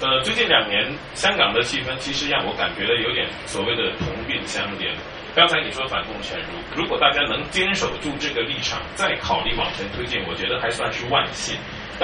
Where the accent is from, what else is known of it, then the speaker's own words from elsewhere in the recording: Guangdong, China; 这点作为我广东人我感受会很明显